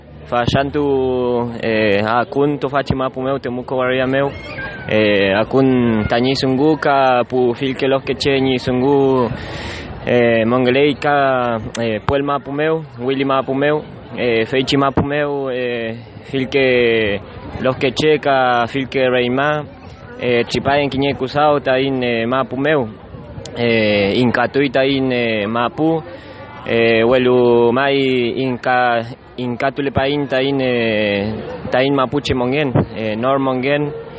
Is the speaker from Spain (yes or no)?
no; Puelmapu, Argentina; vengo del territorio de Puelmapu.